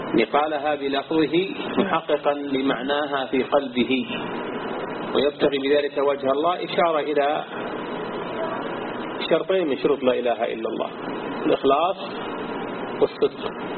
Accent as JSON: {"language": "Arabic", "region": "Najd", "country": "Saudi Arabia", "said": "التي عثرت عليها عندنا في نجد"}